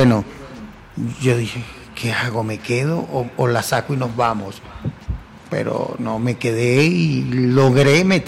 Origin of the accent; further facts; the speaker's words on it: Palo Negro, Aragua, Venezuela; now in Mexico; Pero así es mi pueblo y así se llamaba el concurso.